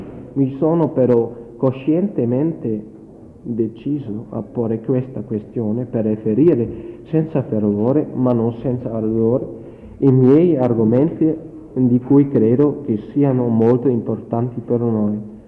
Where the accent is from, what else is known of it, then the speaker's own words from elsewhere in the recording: Germany; Italian is a second language; Ci saranno sicuramente qualche errore, perché è molto difficile per me, come tedesco, fare una relazione in italiano.